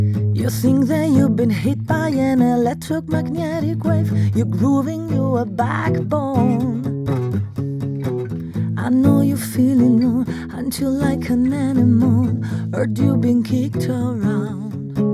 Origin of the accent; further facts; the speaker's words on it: Bologna, Emilia-Romagna, Italy; ricordo che sono eritrea, ma sono nata e vivo a Bologna